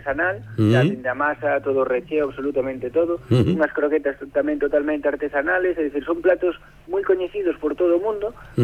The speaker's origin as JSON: {"language": "Galician", "town": "Lugo", "region": "Galicia", "country": "Spain", "said": "Non, eu son de Lugo"}